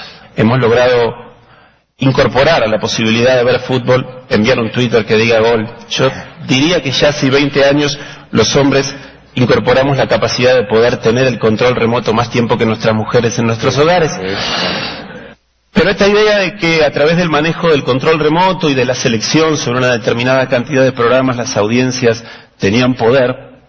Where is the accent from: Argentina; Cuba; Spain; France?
Argentina; La Plata, Buenos Aires Province; por lo menos en Argentina, en mi infancia en La Plata